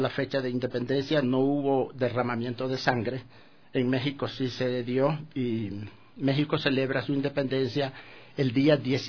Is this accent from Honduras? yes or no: yes; Honduras; now in Ecuador; Bueno, recalco, soy hondureño, y vivo ya 48 años en el país.